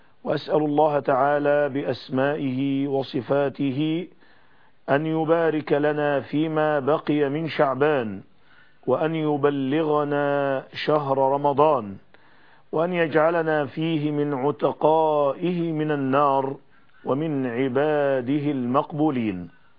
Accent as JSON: {"language": "Arabic", "country": "Egypt", "said": "إنني في هذه المرحلة الفاصلة في بلادنا مصر وبلاد العالم كله"}